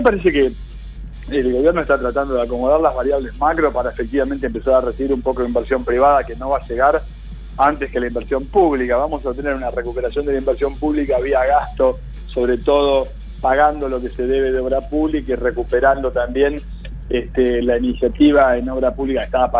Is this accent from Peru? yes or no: no; Argentina; No quiero ver una reunión de gabinete, yo como argentino, en toda bufanda.